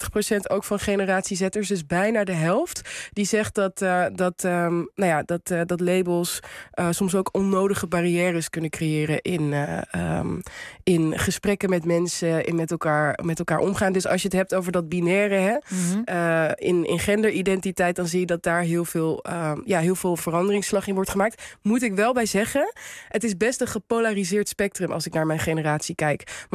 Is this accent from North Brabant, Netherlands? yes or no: yes; Helmond, North Brabant, Netherlands; toen ik 16 was, toen was ik met wat mensen in Helmond, waar ik vandaan kom